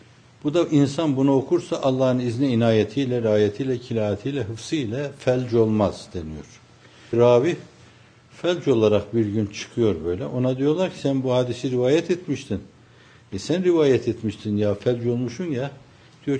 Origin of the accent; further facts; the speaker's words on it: Erzurum, Turkey; Benim kendi memleketim olan Erzurum'da da derlerdi, köyünde de derlerdi, kentinde de derlerdi bunu.